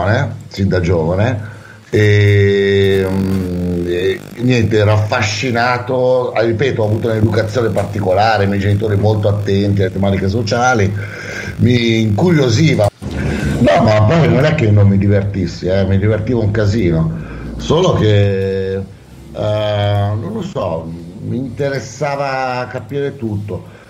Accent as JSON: {"language": "Italian", "town": "Milan", "region": "Lombardy", "country": "Italy", "tie": "born there", "said": "Nato a Milano e... genitori molto impegnati nel sociale da sempre."}